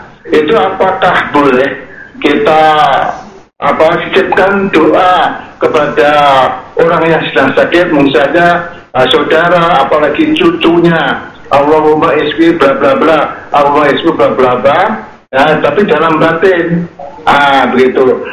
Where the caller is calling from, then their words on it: Surakarta, Central Java, Indonesia; dari Solo.